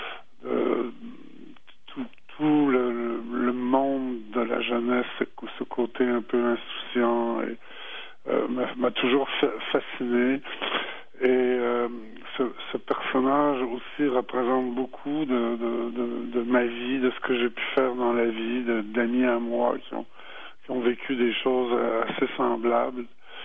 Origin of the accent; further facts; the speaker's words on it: Quebec, Canada; Je suis né ici au Québec, mais de parents français.